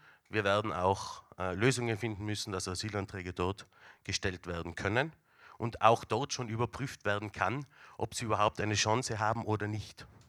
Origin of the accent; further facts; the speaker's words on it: Tyrol, Austria; da sind wir als Tiroler natürlich dabei